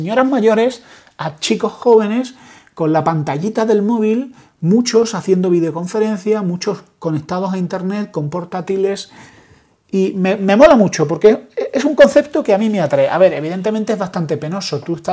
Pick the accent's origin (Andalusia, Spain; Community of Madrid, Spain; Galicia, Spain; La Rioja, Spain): Andalusia, Spain; los andaluces somos cubanos españolizados